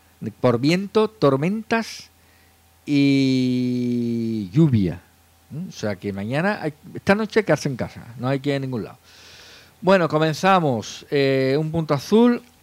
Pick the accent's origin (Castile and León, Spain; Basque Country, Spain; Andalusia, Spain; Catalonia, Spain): Andalusia, Spain; como somos andaluces, pues hablamos muy rápido y puede que no nos entiendan